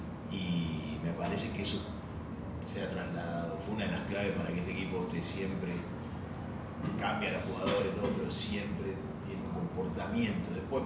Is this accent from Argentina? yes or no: yes; Argentina; viste cómo somos los argentinos.